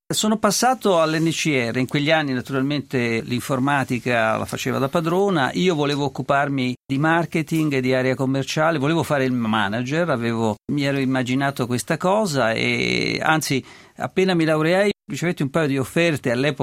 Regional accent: Tuscany, Italy; sono toscano e ho studiato a Pisa e... mi piace ricordarlo, continuo a sentirmi toscano.

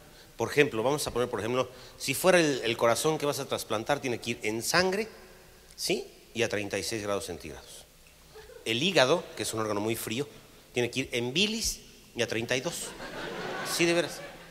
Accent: Mexico; oiga, doctora, fíjese que yo soy de México y no sé qué.

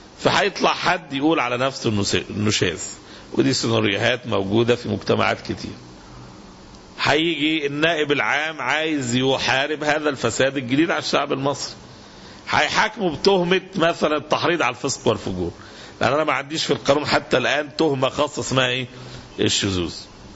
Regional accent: Egypt; احنا عندنا في مصر في الظروف الحالية المعركة بفضل الله يدركها عامة الناس

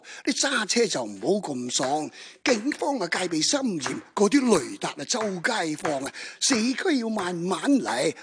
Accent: Chaozhou, Guangdong, China; 你想唔想听下潮州？因为我潮州人啊。

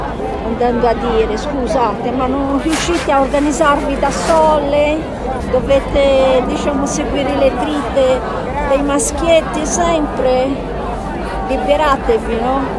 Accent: Brazil; now in Rome, Italy; Abito a Roma, ma sono brasiliana.

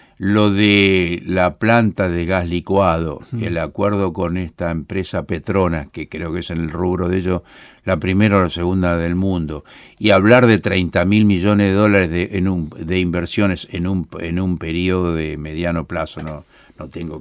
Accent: Buenos Aires, Argentina; más allá de que yo soy porteño

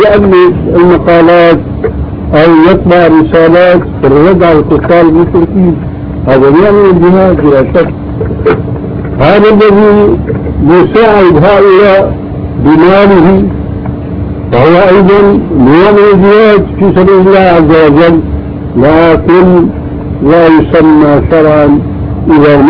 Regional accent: Syria; عندنا في سوريا كان شاهد قصة رجل في الحرب

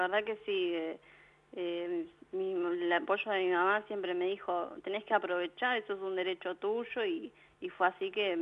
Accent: Ezpeleta, Buenos Aires Province, Argentina

